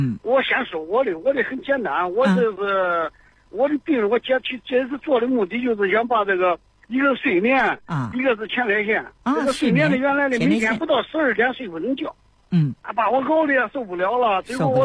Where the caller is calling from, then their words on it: Zhengzhou, Henan, China; 我是郑州的。